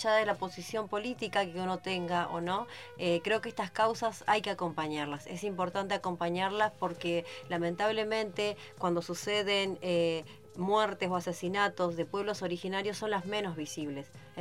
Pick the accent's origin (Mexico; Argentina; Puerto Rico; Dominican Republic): Argentina; Costa de Lepá, Chubut; Nosotros somos de Costa de Lepa